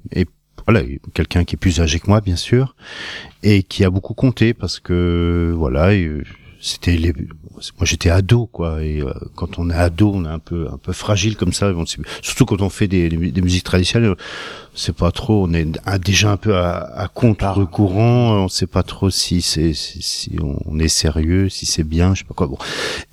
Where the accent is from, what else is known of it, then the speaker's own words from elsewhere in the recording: Bar-le-Duc, Grand Est, France; moved away as an adult; Je suis de Bar-le-Duc. J'ai vécu jusqu'à l'heure de mon service militaire, j'ai vécu à Bar-le-Duc.